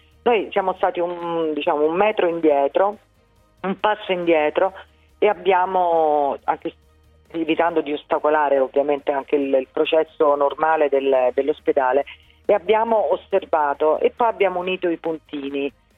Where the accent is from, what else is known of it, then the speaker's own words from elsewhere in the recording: Rome, Lazio, Italy; ovviamente da romana e da mamma